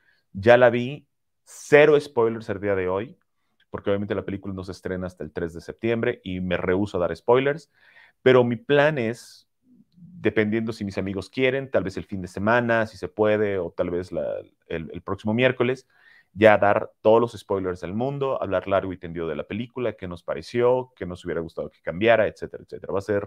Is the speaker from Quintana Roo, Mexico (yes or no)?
yes; Cancún, Quintana Roo, Mexico; yo soy originalmente de Cancún, toda mi familia continúa viviendo en Cancún y yo los voy a visitar normalmente cada fin de año, diciembre y enero.